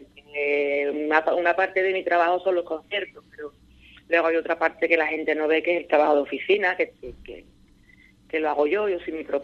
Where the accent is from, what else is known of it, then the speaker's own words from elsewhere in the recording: Seville, Andalusia, Spain; Yo soy de Palmete, de un barrio obrero muy humilde de Sevilla, que cada uno vivía en su casita